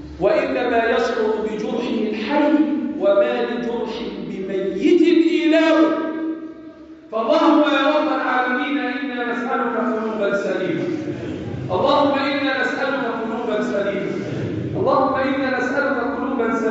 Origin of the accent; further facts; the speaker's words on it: Egypt; اللهم احفظ بلدنا مصر وسائر بلاد المسلمين